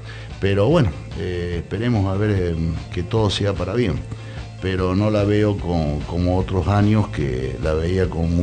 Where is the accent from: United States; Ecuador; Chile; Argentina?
Argentina; Buenos Aires; born there; now in Córdoba, Argentina; yo nací en Buenos Aires y en los años 73 me fui a vivir a Córdoba con mis padres y ahí establecí, bueno, mis estudios